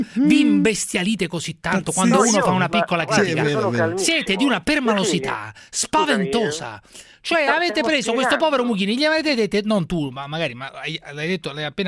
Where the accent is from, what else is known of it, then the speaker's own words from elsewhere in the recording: Naples, Campania, Italy; Io sono di Napoli e non posso dire, non possono dire niente su Napoli.